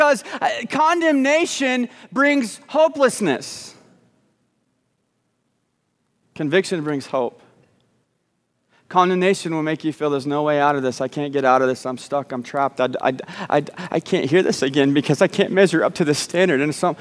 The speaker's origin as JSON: {"language": "English", "region": "Texas", "country": "United States", "tie": "born or raised there", "also_born_or_lived": "Arkansas", "said": "And I grew up, well, secretly in Arkansas, but we don't say that. I grew up in Texas."}